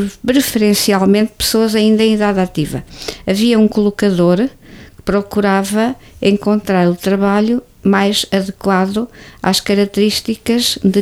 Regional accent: Vila Franca, Centro, Portugal; Na minha terra só, assim mais perto

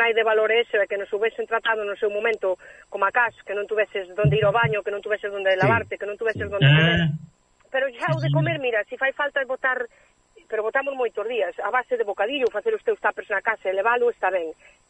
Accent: Vilar de Mondelo, Galicia, Spain; also born or lived in Switzerland; inda que son de nacimiento suiza, pois son gallega, pero con orgullosa que estou eu da miña terra, do meu idioma, da nosa comida, dos nosos paisajes, de todo, estou orgullosa.

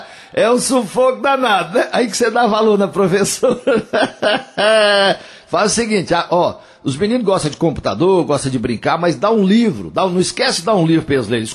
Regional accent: Coromandel, Minas Gerais, Brazil; lá na minha terra, em Coromandel, nas Minas Gerais

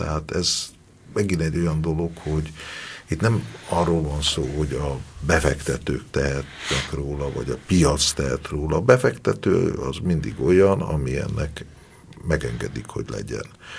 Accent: Budapest, Hungary; A budai várnegyedet mi imádjuk, mert mi itt nőttünk föl, és ez a miénk.

